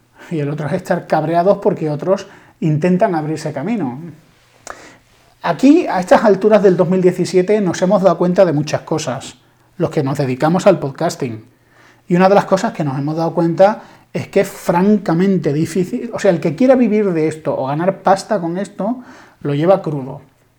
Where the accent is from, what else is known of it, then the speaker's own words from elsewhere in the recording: Spain; yo soy español, intento sentirme orgulloso de ser español, me gusta la historia de mi país